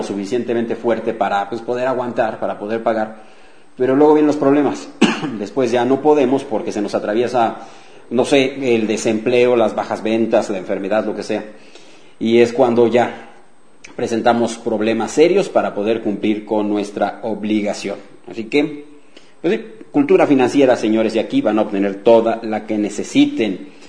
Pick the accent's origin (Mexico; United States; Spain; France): Mexico; Digo, somos de México nosotros, pero ¿por qué no pasarles la información también a mis amigos de Venezuela?